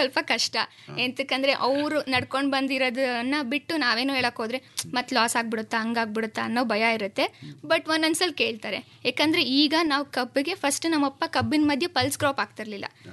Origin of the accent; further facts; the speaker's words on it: Konalli, Karnataka, India; Sir, ನಾನು ಮೂಲತಃ ಮಂಡ್ಯದವಳೆ.